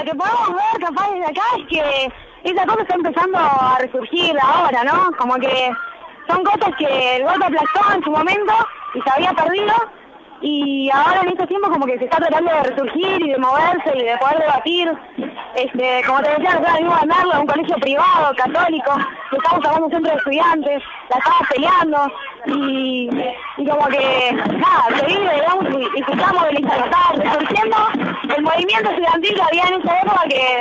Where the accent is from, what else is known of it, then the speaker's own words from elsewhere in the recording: Merlo, Buenos Aires Province, Argentina; nosotros venimos acá de Merlo, también del oeste